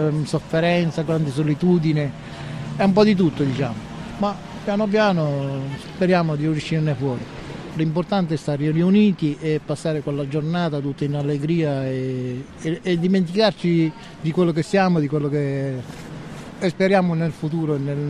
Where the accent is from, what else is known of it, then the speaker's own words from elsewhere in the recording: Sicily, Italy; moved away; mi ritrovo fuori dal mio paese perché sono siciliano.